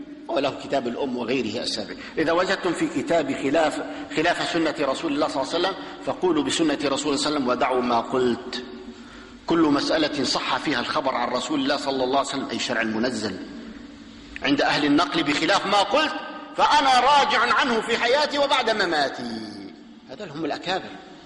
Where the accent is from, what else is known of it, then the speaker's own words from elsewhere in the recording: Damascus, Damascus Governorate, Syria; عندنا في دمشق في أربع محارب تقام، أربع جماعات